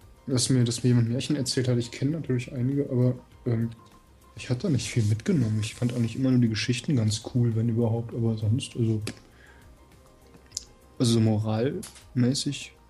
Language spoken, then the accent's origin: German; Hanau, Hesse, Germany; Ich komme aus der HU. Hessisch-Uganda. Hanau hat das Kennzeichen HU.